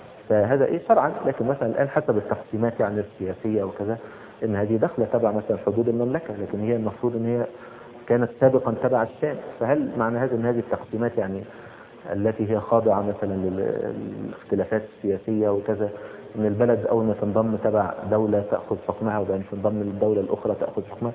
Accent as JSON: {"language": "Arabic", "country": "Egypt", "said": "يعني مثلا زي مثلا ايه السلوم مثلا عندنا في مصر او كذا"}